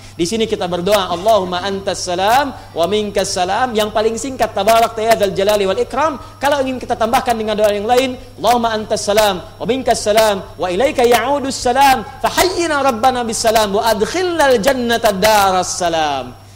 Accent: Pandeglang, Banten, Indonesia; born there; di Pandeglang di Menes ya di tempat kelahiran kami di Pandeglang di Matla Al Anwar ya di MA Matlaul Anwar

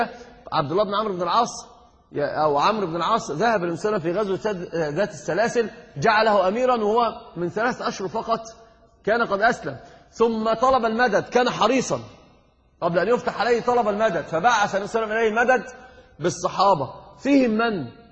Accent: Egypt; أنا قلت لك حتى عندنا في مصر يقول ذي ذي

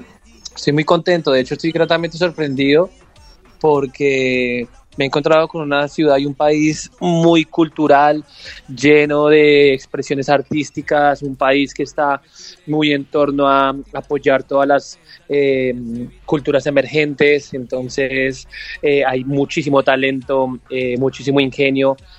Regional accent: Colombia; now in Argentina; Yo soy colombiano, vengo desde Colombia.

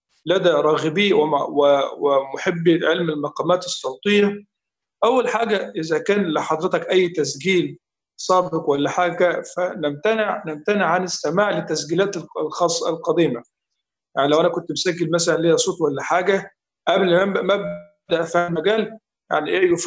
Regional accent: Egypt; يعني هذا ليس لان انا مصري واشيد الى قراء مصر

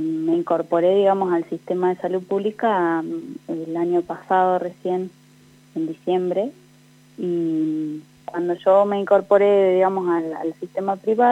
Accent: Victorica, La Pampa, Argentina; yo tengo 31 años, soy de Victorica, pero hace 13 años que vivo acá en Santa Rosa. Vine a estudiar otra carrera, me recibí de profesora de biología.

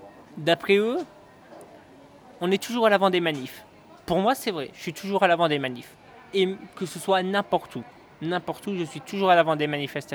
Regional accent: Belgium; de nationalité je suis français, mais j'ai toujours vécu en Belgique et je vis encore à l'heure actuelle en Belgique.

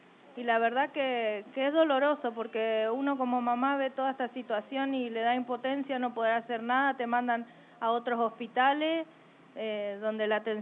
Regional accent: Chaco, Argentina; porque uno piensa que porque viene del interior, yo soy chaqueña, y te escuchan hablar

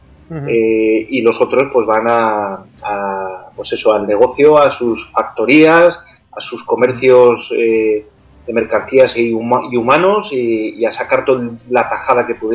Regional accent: Spain; quiénes somos los españoles

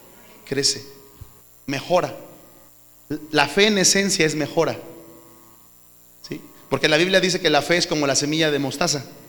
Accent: Mexico; Nuestra cultura como mexicanos es muy pobre.

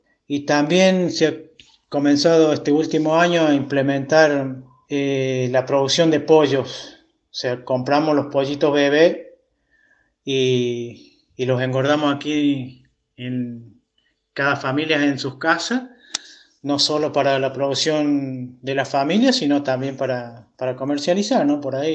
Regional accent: Cruz del Eje, Córdoba, Argentina; soy de la Comunidad de la Libertad, al norte de la ciudad de Cruz del Eje, 60 kilómetros hacia el norte, al límite con las Salinas Grandes. Y aquí vivo y trabajo desde hace 59 años, que es mi edad.

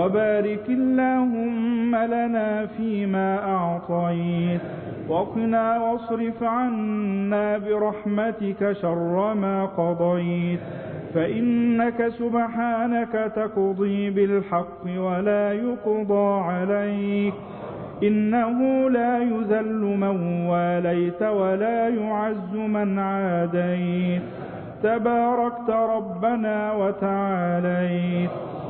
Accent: Egypt

